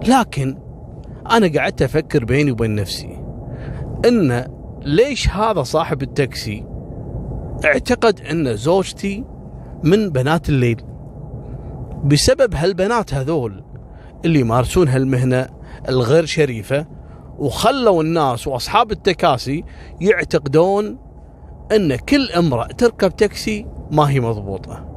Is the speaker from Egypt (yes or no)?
no; Kuwait; وكذلك في عندنا وحش حولي اللي كان عندنا في الكويت هني اللي يخطف الصغار في العمر